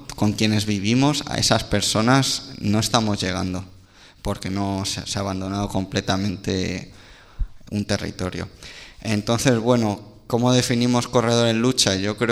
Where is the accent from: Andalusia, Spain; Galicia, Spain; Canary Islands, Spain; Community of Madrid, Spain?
Community of Madrid, Spain; Yo vengo del corredor del Henares, para que lo ubiquemos en el mapa